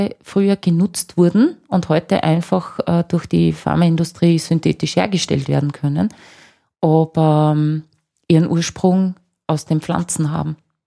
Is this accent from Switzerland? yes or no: no; Austria; Trocken- oder Magerrasen anschaue, die schon sehr selten geworden sind bei uns in Österreich